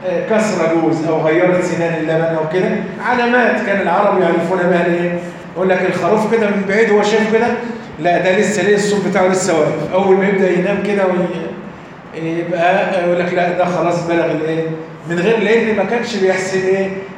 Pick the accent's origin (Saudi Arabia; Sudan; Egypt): Egypt; وإن كان عندنا في مصر يعني لا نأكل العشراء إذا ذبحت